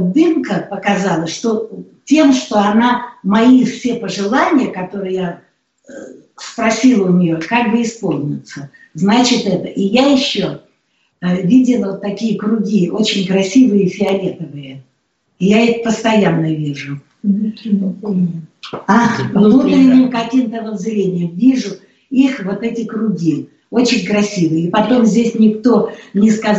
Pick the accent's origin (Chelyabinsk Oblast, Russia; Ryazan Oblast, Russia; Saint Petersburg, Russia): Saint Petersburg, Russia; Потому что сама я родилась в Ленинграде. Это город все знают, что он прекрасный. Да, я там родилась и выросла